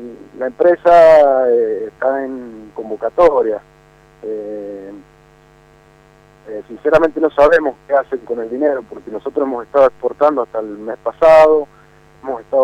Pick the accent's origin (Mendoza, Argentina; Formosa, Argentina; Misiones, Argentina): Mendoza, Argentina; Maipú; somos maipucinos, somos mendocinos